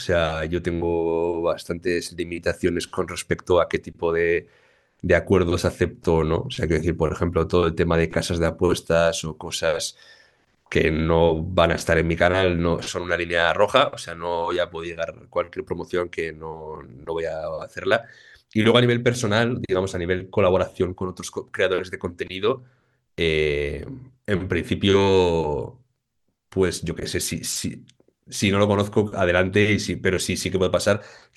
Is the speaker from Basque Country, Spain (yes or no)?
yes; Basauri, Basque Country, Spain; yo soy de San Miguel de Basauri, o sea, soy de un barrio pequeño de Basauri, con gente de la casa todo el día, con mis amigos son de Basauri